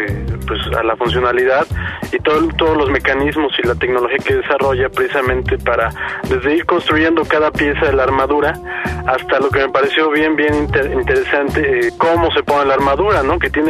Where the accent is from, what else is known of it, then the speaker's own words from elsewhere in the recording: Mexico; afortunadamente no somos gringos, somos mexicanos.